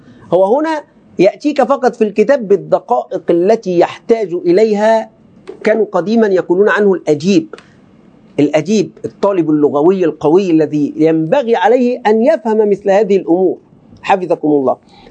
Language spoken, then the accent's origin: Arabic; Egypt; كلمة بقى يعني كمصريين وعوام ملازمة